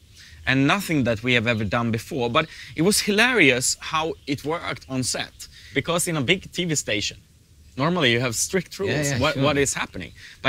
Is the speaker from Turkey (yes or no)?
yes; Turkey; And it's about my home country, Turkey.